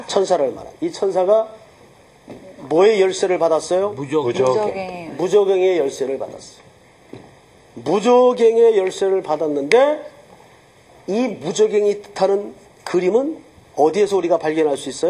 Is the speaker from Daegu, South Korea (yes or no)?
yes; Daegu, South Korea; 저는 이제 어릴 적 시절을 대구에서 살았는데